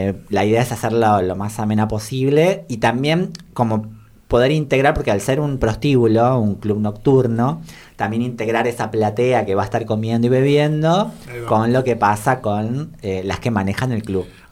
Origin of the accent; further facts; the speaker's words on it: Tucumán, Argentina; moved away; Yo soy tucumana, eso también a mí me hace mirar las cosas de una manera totalmente distinta. Me fui de Tucumán por la violencia que había en la provincia en el 2007